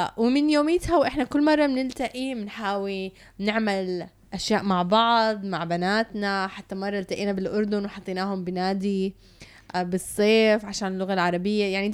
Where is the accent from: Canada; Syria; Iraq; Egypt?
Canada; now in United Arab Emirates; تربيت بكندا، ولما رجعت على الإمارات واجهت كتير من الصعوبة باللغة العربية.